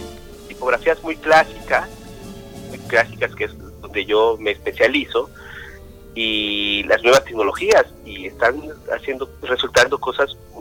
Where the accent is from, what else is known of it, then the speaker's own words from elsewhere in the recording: Oaxaca, Mexico; also born or lived in Mexico City; soy oaxaqueño, viajo a estudiar al DF, trabajo en algunas imprentas con algunos grandes maestros del diseño gráfico en México, y decido regresar a Oaxaca, a mi estado natal